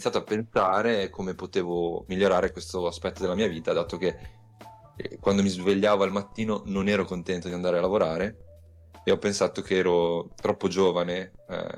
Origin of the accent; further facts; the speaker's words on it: Emilia-Romagna, Italy; vengo dalla provincia di Ravenna.